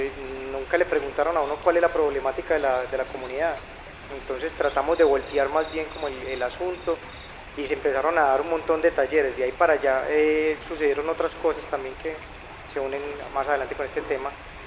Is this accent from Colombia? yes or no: yes; Medellín, Antioquia, Colombia; Por estos días, bueno, vengo de Medellín.